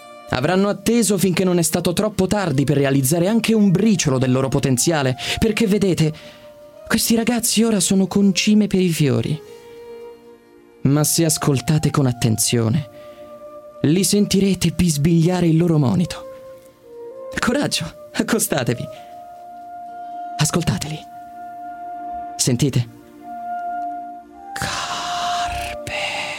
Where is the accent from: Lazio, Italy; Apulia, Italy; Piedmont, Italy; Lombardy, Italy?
Lazio, Italy; Rome; e ho 23 anni. Ma e sono di Roma.